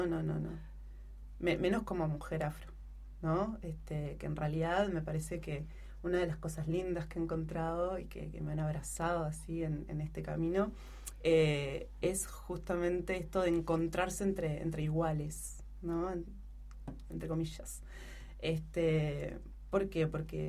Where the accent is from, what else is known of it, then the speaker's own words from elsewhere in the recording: Uruguay; now in Chile; hasta que no retorné a Uruguay y empecé a transitar como uruguaya en mi tierra, como uruguaya retornada